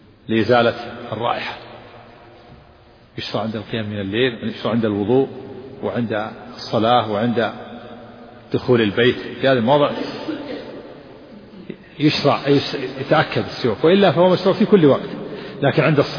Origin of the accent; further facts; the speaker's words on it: Saudi Arabia; لا يوجد عندنا في الجنوب في تهام الشجر في الشوارع في المملكة